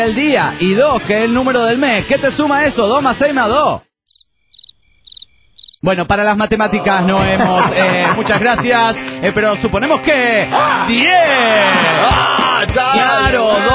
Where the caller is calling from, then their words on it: Puebla, Mexico; La semana pasada les escribí para pedirles que felicitaran a un una nalguita bien rica de aquí del estado de Puebla.